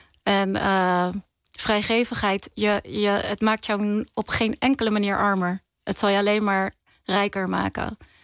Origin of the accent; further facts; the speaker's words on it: Ridderkerk, South Holland, Netherlands; Ik ben opgegroeid in Ridderkerk. En wij zijn, je hebt twee dorpen in Nederland die islamitisch Molukse vertegenwoordigen in die zin.